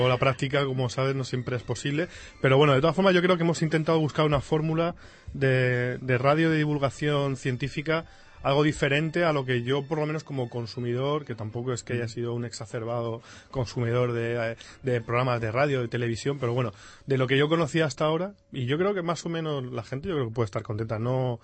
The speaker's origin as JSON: {"language": "Spanish", "town": "Alicante", "region": "Valencian Community", "country": "Spain", "said": "Los que somos de Alicante"}